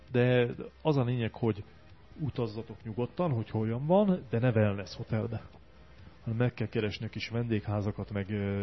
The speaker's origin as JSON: {"language": "Hungarian", "country": "Hungary", "lives_now": "Budapest, Hungary", "said": "Én azért alapvetően vidéki vagyok, én pesti lettem csak"}